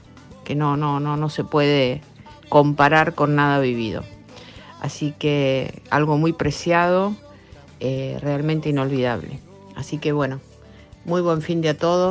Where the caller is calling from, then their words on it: Banfield, Buenos Aires Province, Argentina; de Banfield.